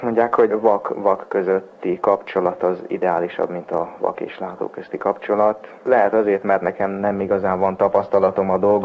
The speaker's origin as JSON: {"language": "Hungarian", "town": "Debrecen", "region": "Hajdú-Bihar", "country": "Hungary", "said": "Tudni kell azt, hogy én debreceni vagyok."}